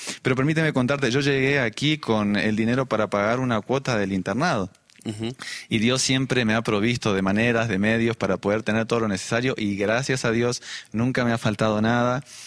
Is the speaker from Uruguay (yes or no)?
yes; Uruguay; De Uruguay.